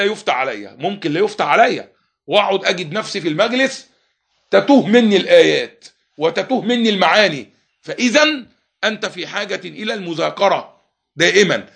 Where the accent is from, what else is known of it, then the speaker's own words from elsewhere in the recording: Egypt; هذا الرجل كان لو جلس في مجلس في بلادنا مصر